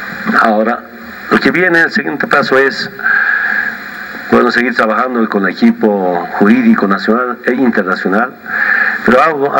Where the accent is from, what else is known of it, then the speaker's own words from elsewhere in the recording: Bolivia; es un paso importante que damos como bolivianos